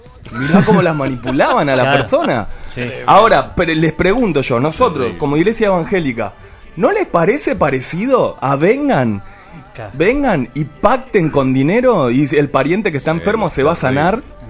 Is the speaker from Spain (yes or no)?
no; Quilmes, Buenos Aires Province, Argentina; no sé cómo será en otro lado, yo soy de Quilmes.